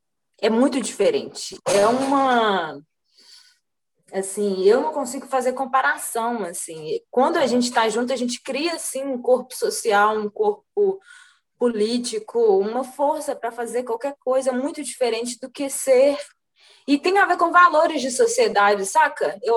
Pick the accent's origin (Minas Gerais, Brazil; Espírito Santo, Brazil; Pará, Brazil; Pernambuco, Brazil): Minas Gerais, Brazil; Contagem; eu ser uma artista de Contagem, do bairro Nacional, e aí massa, todo lugar que eu vou, eu falo que eu vim do Nacional, que eu comecei a pintar aqui no, na minha infância, com uma mestra aqui do bairro